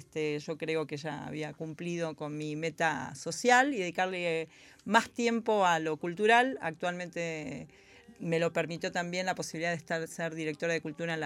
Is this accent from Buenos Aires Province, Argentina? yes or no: yes; Avellaneda, Buenos Aires Province, Argentina; Me crié en Avellaneda, frente a un terraplén, en Crucecita, en la curva de Crucecita, mirando los trenes pasar